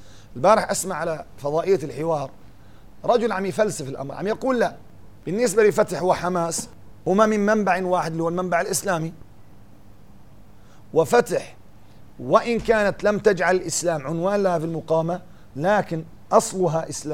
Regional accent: Syria; يعني قد يكون عندنا في سوريا لسه يعني ما عم نعرف من هم أعداؤنا

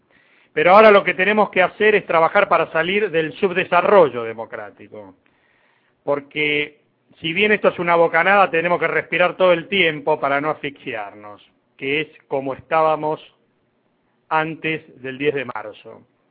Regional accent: Argentina; Romper con el estigma de que porque somos argentinos no podemos hacer nada es una tarea pendiente desde hace muchísimos años.

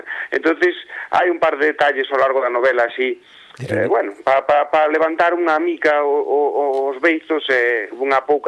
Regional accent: Galicia, Spain; born there; eu dixen que nacín en Galicia

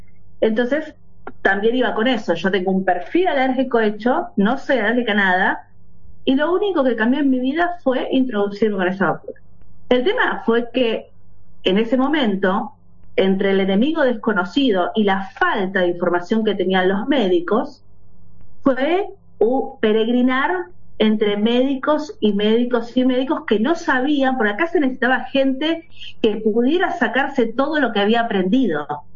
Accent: Lanús, Buenos Aires Province, Argentina; hoy me presenté en el grupo de WhatsApp, tengo 48 años, soy de Buenos Aires, de Zona Sur, de Lanús, de la República de Lanús.

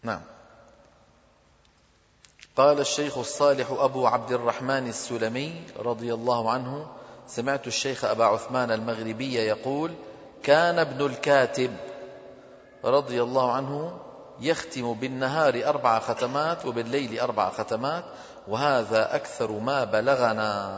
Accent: Damascus, Damascus Governorate, Syria; أنا من دمشق وحلب تبعد عننا تقريبا 400 كيلومتر،

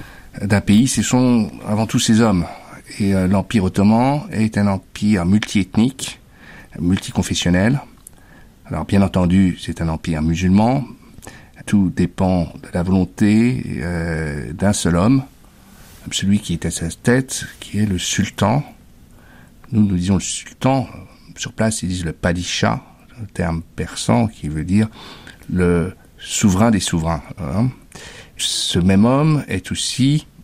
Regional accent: Paris, Île-de-France, France; je suis parisien d'origine normande.

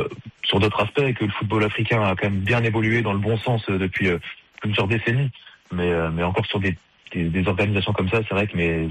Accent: France; On pense bien sûr en premier, surtout chez nous en France

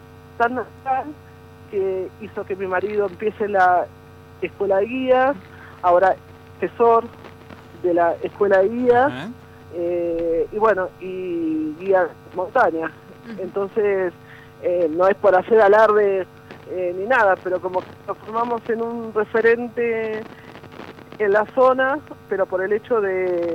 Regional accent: Buenos Aires, Argentina; yo soy de Flores, ajá. de Capital Federal, que tenía el supermercado al lado, el centro comercial a 5 cuadras.

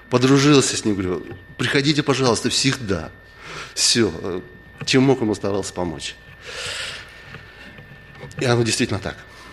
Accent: Blagoveshchensk, Amur Oblast, Russia; Там с церкви, откуда я приехал, с Дальнего Востока, в Благовещенске, там никогда не было глухонемых.

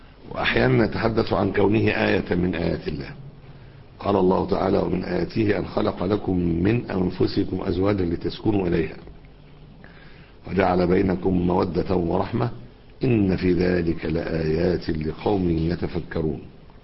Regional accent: Alexandria, Alexandria Governorate, Egypt; أخت من عندنا في اسكندرية هنا

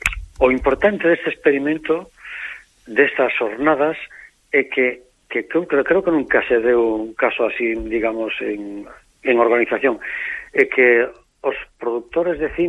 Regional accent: Galicia, Spain; Galicia é grande desconocida para nós mesmos como galegos, por desgracia, e para o resto do mundo

